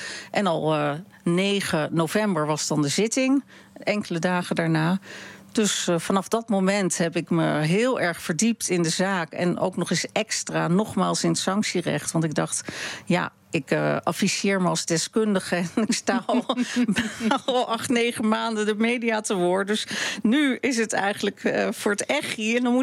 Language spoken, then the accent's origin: Dutch; Amsterdam, North Holland, Netherlands; ik ben in Amsterdam opgegroeid